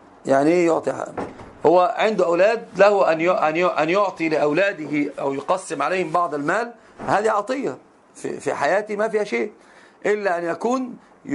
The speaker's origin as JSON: {"language": "Arabic", "country": "Morocco", "said": "لأن عندنا في المغرب معروف لباس المرأة في الأفراح يكون مسبل أكثر من شبرين."}